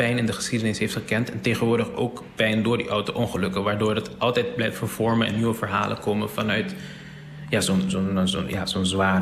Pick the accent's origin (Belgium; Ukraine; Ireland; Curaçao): Curaçao; En ik ben daar opgegroeid. Of tenminste, ik ben op Curaçao opgegroeid.